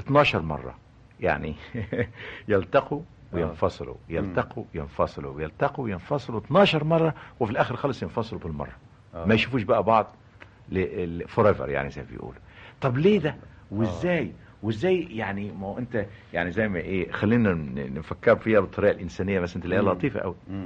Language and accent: Arabic; Egypt; أنا دايما بقول I am Egyptian، أنا مصري، ولن أنتمي لأيديولوجي معين لأن أنا أنتمي لمصر.